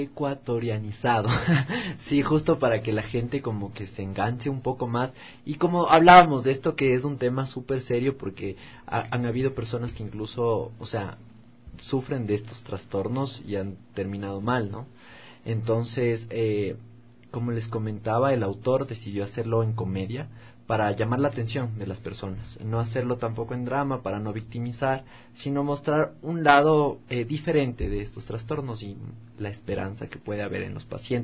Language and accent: Spanish; Ecuador; algunos personajes que están muy establecidos a cómo somos los ecuatorianos.